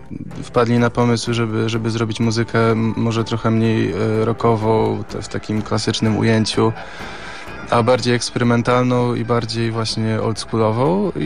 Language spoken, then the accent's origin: Polish; Gdynia, Pomeranian Voivodeship, Poland; No, ja jako gdynianin, nie oszukujmy się, urodzony i wychowany w Gdyni